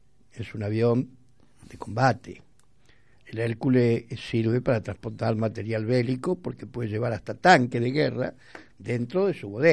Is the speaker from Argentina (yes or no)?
yes; Argentina; como argentinos que somos